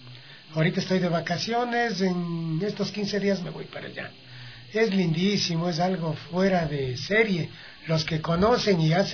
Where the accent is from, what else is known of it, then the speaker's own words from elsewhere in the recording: Checa, Pichincha, Ecuador; born there; Checa es mi terruño, en donde yo nací.